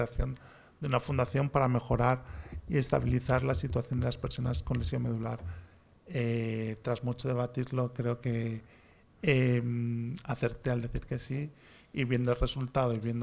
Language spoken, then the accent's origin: Spanish; Spain; born there; yo ya nací en España. Pero vamos, sí que tengo la mezcla hispano-japonesa. Bueno, en concreto, para que mi madre también se sienta orgullosa, navarro-japonesa.